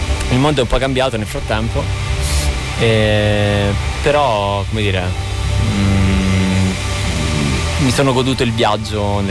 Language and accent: Italian; Avezzano, Abruzzo, Italy; Io vengo dall'Abruzzo, da una città che si chiama Avezzano.